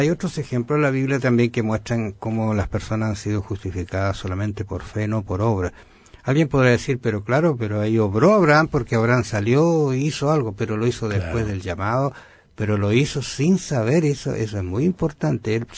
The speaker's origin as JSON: {"language": "Spanish", "town": "Osorno", "region": "Los Lagos", "country": "Chile", "tie": "born or raised there", "said": "Yo una vez recuerdo haber vuelto a mi tierra, Osorno, donde vivo, sí, donde vivía, y fui al lugar donde nací."}